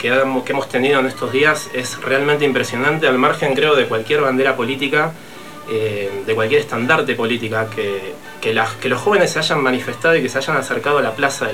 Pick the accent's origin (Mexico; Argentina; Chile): Argentina; Hemos vivido un proceso que fue tremendo para nosotros como historia y como país y como argentinos.